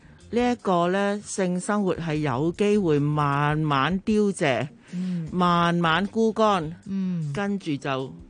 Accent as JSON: {"language": "Cantonese", "country": "Hong Kong", "said": "我自己身為香港人就好 proud of 嘅"}